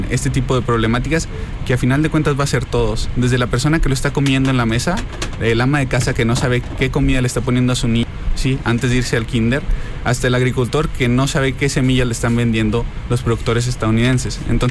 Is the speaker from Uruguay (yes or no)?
no; Mexico; nosotros como mexicanos no tenemos por qué dejarnos